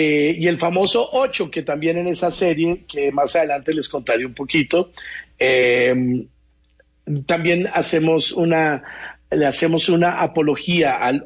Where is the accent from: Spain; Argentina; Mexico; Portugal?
Mexico; now in Colombia; Me enseñaron mis primas a bailar porque yo llegaba de México y pues era un mexicano que no bailaba nada de eso.